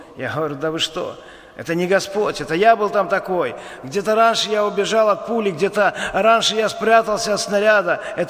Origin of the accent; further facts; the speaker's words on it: Ivatsevichy, Brest Region, Belarus; born there; now in Baranovichi, Belarus; Я сам отсюда, с Баранович. Я родился в Ивацевичах, но после армии переехал сюда. Женился, жил здесь.